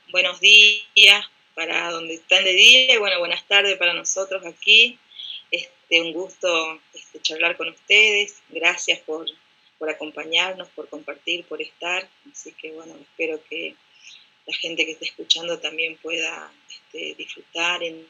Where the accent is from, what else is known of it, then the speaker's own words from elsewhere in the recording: Orán, Salta, Argentina; now in General Pico, Argentina; yo soy de nacida y criada en Orán, Salta, que es bien al norte de la Argentina. Hoy estoy viviendo en La Pampa, en General Pico, que vendría a ser como el centro de la Argentina